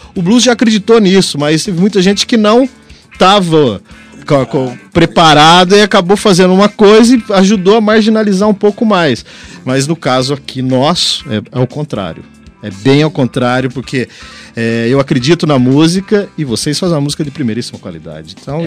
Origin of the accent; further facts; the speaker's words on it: São Paulo, Brazil; eu venho da região aqui do Vale do Paraíba, Taubaté, São José